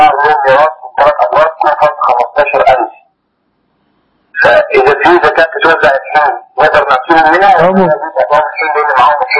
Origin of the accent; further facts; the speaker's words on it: Mansoura, Dakahlia, Egypt; من المنصورة